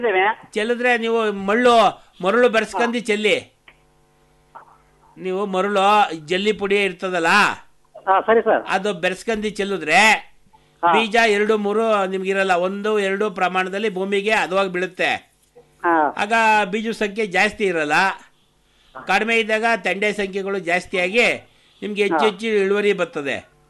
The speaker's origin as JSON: {"language": "Kannada", "town": "Guluru Doddi", "region": "Karnataka", "country": "India", "said": "ನಾವು ಗುಳೂರು ದೊಡ್ಡಿಯವರು, ಮದ್ದೂರು ತಾಲೂಕು ಕೊಪ್ಪ ಬಳಿ"}